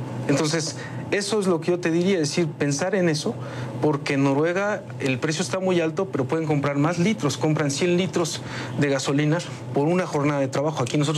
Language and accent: Spanish; Mexico; nos va a obligar a nosotros como mexicanos